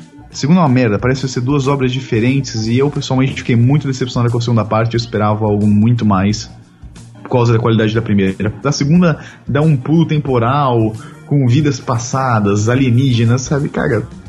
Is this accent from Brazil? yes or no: no; Russia; Eu sou russo, mas eu a diferença. Quando eu era jovem, eu tomava a vodka da minha avózinha, da minha baba.